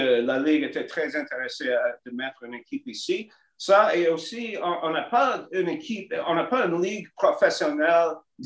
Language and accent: French; Montreal, Quebec, Canada; born there; je suis né à Montréal et j'ai vécu à Laval. À Chamonix pendant 20 ans et à Québec pendant 29 ans.